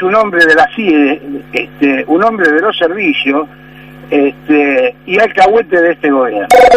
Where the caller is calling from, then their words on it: Morón, Buenos Aires Province, Argentina; soy de Morón.